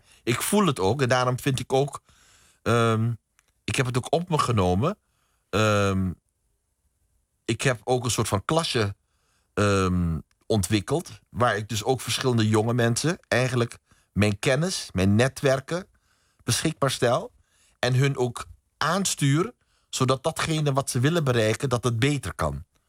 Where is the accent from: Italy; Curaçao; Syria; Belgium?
Curaçao; Ik ben bijvoorbeeld opgegroeid op Curaçao. Mijn vader kwam uit Suriname.